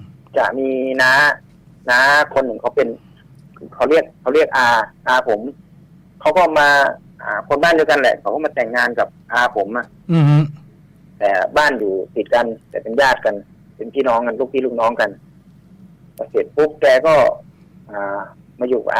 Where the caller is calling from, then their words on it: Phra Khanong, Bangkok, Thailand; พระโขนงครับพี